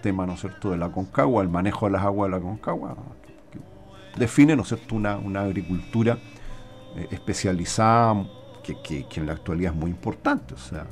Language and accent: Spanish; Buenos Aires, Argentina; yo creo que esos son los temas sobre los cuales nosotros podríamos, como porteños, interpelar